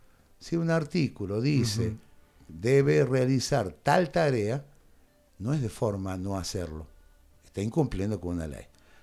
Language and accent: Spanish; Capilla, Córdoba, Argentina; Soy de Capilla, nací en Capilla, llevo el alma en Capilla.